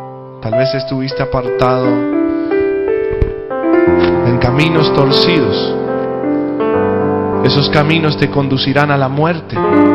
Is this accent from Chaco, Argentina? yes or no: yes; Castelli, Chaco, Argentina; now in Escobar, Argentina; Y hace mucho tiempo vinimos de Chaco, yo soy de Castelli.